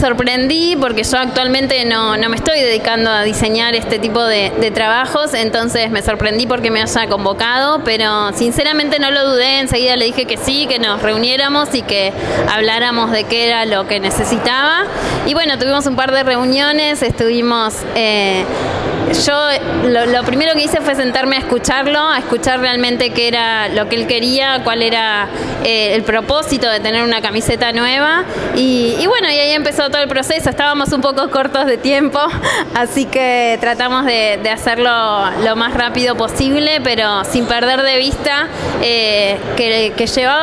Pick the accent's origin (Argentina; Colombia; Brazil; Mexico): Argentina; Cañuelas, Buenos Aires Province; Yo nací en Cañuelas y me crié también en este club